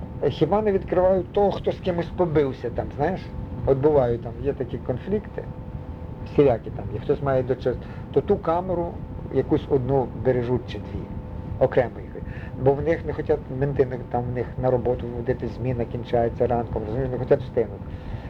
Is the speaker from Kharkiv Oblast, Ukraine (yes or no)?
no; Ivano-Frankivsk, Ivano-Frankivsk Oblast, Ukraine; Тут на набережні в Станіславі жили. Він з Івано-Франківська, я з Івано-Франківська